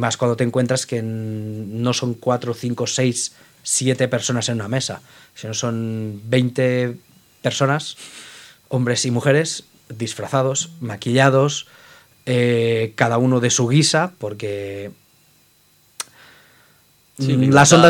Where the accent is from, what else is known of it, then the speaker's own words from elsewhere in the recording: Barcelona, Catalonia, Spain; yo me tuve que volver a Barcelona, que es de donde soy.